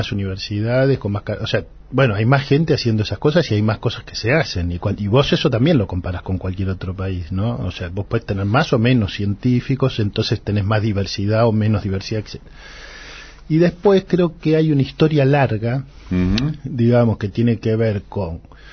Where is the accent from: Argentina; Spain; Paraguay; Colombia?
Argentina; yo soy un argentino, un antropólogo que trata de que los debates de las universidades no queden adentro de las universidades